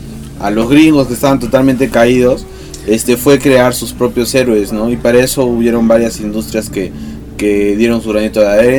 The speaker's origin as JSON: {"language": "Spanish", "country": "Peru", "said": "que no seamos depresivos como lo somos todos los peruanos, porque todos los peruanos somos depresivos"}